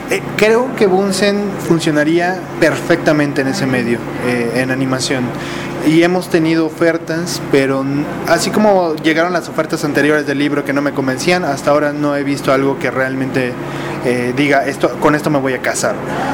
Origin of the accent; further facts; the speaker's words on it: Mérida, Yucatán, Mexico; Yo soy de Mérida, entonces era importante para mí tenerlo por allá.